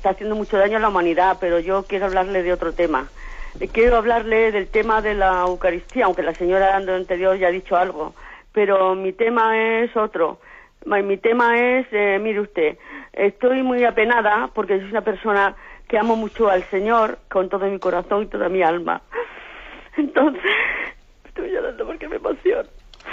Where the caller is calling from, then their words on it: Alicante, Valencian Community, Spain; de Alicante